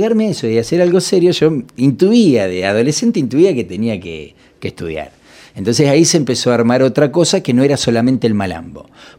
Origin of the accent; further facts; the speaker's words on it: Punta Alta, Buenos Aires Province, Argentina; Yo vengo de Punta Alta, imagínate que hice todo el secundario en la época del proceso.